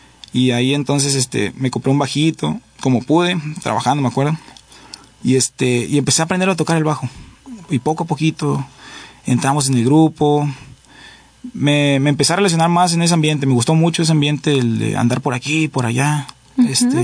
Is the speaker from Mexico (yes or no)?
yes; Tijuana, Baja California, Mexico; Yo crecí en Tijuana, Baja California, ahí nací.